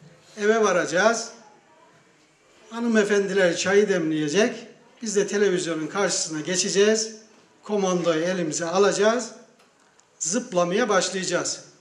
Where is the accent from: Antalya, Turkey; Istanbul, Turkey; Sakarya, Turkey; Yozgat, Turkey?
Yozgat, Turkey; Şayet sıkılmazsanız, biraz Yozgatlıyım, böyle sakin durduğuma bakmayın.